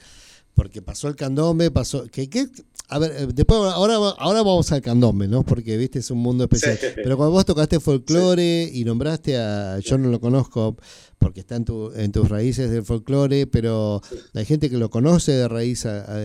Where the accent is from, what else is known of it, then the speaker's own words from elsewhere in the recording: Argentina; Porque yo soy argentino